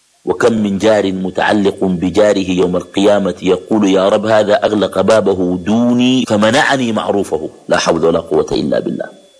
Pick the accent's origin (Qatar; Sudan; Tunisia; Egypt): Sudan; Khartoum; بعض الأحياء عندنا في الخرطوم بتكون أحياء مغلقة، ناس بيقندبوا في الشقق وكده، ديل ما بكون زي الأحياء اللي بيسموها الأحياء الشعبية